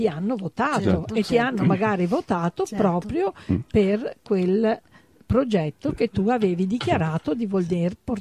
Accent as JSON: {"language": "Italian", "town": "Treviso", "region": "Veneto", "country": "Italy", "tie": "born there", "said": "io nata a Treviso, ho studiato al liceo Canova, il mio grande liceo qui trevigiano, però ho avuto l'esperienza padovana, ho studiato a Padova"}